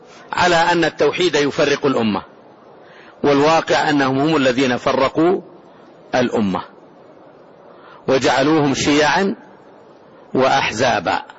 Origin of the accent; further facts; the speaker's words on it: Saudi Arabia; هذه البلاد، بلادنا المملكة العربية السعودية